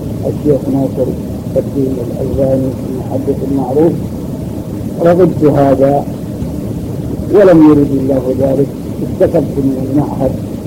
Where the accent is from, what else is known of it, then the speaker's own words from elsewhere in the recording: Al-Majaniyah, Jazan Province, Saudi Arabia; born there; من مواليد قرية المجانية، وكانت ولادتي في آخر عام 46,300.